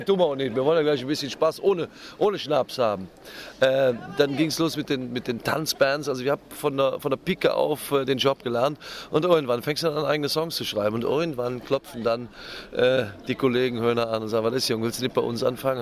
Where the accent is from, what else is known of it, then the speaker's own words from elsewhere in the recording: Leverkusen, North Rhine-Westphalia, Germany; born there; ich bin in Schlebusch geboren und dennoch von den Kölschen akzeptiert und eine imitierte Kölsche und glücklich seit 20 Jahren übrigens.